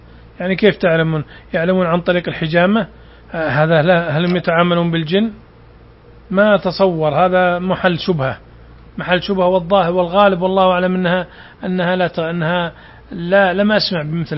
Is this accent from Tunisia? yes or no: no; Saudi Arabia; هذا النظام عندنا في السعودية